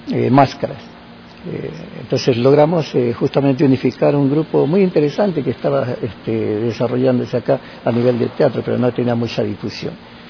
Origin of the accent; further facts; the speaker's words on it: Guayaquil, Guayas, Ecuador; yo soy de Guayaquil, pero estoy residiendo actualmente ya 5 años acá en la provincia.